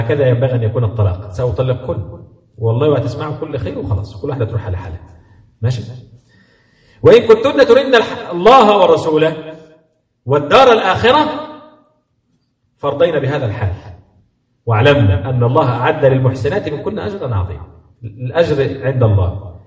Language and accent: Arabic; Egypt; وأنا آسف المعنى عندنا في مصر كده